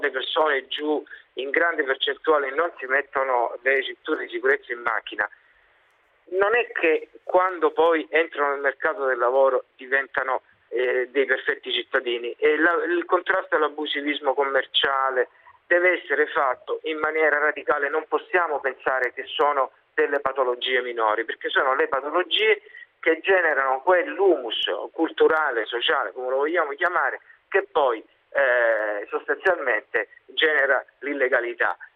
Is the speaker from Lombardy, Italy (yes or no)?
no; Reggio Calabria, Calabria, Italy; Io sono di Reggio Calabria